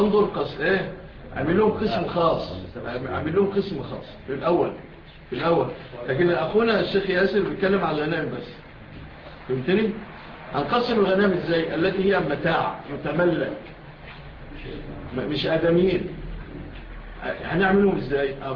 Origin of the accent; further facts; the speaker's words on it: Egypt; فالان في مثل بلادنا مصر